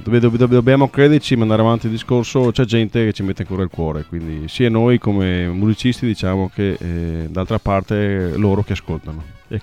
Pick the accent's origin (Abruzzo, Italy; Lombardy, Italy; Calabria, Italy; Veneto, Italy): Veneto, Italy; Pegolotto di Cona; born there; Sì, del mio paese natale, che è Pegolotto di Cona.